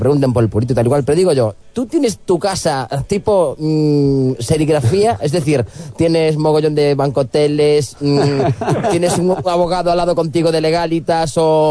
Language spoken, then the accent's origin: Spanish; Ferrol, Galicia, Spain; yo soy de Ferrol